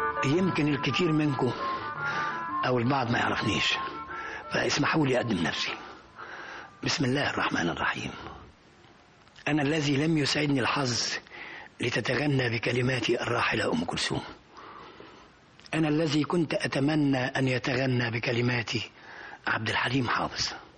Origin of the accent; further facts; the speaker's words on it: Cairo, Cairo Governorate, Egypt; أنا من مواليد 13 يناير سنة 30، ومن حي بولاء يعني شعبي.